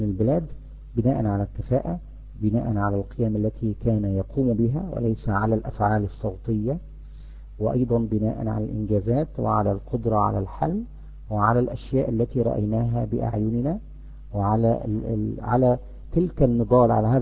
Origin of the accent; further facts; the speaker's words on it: Egypt; اللي يهمنا احنا كمصريين ان ننتخب الكفء